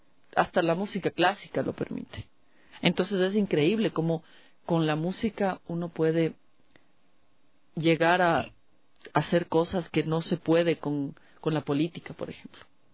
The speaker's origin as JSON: {"language": "Spanish", "country": "Ecuador", "said": "porque no somos nosotros, somos ecuatorianos."}